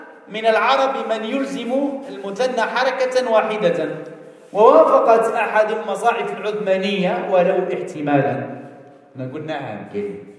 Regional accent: Algeria; لحد الساعة اليوم هنا عندنا في الجزائر تروح منا جهة مسيلة، جهة مسعادة

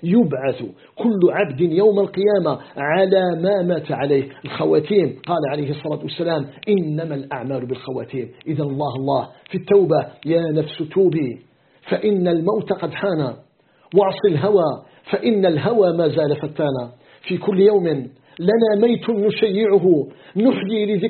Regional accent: Algeria

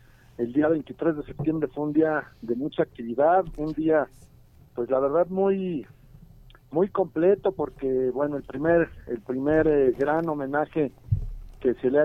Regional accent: Mexico; nos debemos de sentir orgullosos como mexicanos

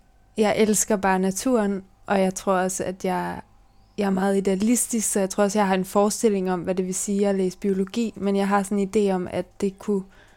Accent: Vejle, Region of Southern Denmark, Denmark; also born or lived in Nuuk, Greenland; så flyttede mine forældre og mig til Danmark. Og så er jeg vokset op i Vejle og har to mindre søskende.

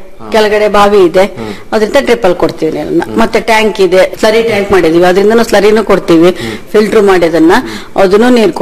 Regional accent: Sagar, Karnataka, India; ನಮ್ಮೂರು ಸಾಗರ ಸರ್, ಸಾಗರದ ಹಳ್ಳಿ ಸಿರಿಗೊಪ್ಪೆ ಅಂತ.

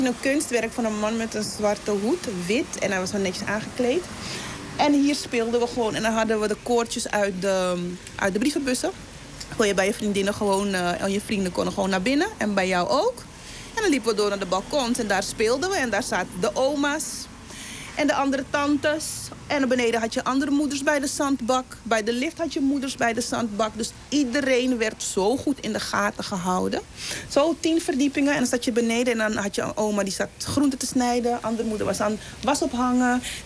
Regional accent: Amsterdam, North Holland, Netherlands; Dat ik wil laten zien van, hey, ik kom uit de Bijlmer en dit is wat we waard zijn.

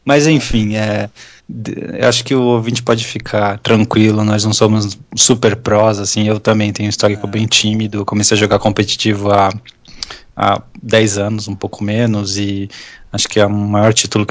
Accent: São Paulo, Brazil; nós somos aqui da São Paulo capital.

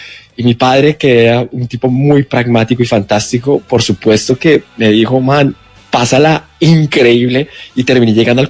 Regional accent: Argentina; Exactamente, yo como pues como buen argentino, medio argentino, sabes que además la cultura argentina es muy rockera.

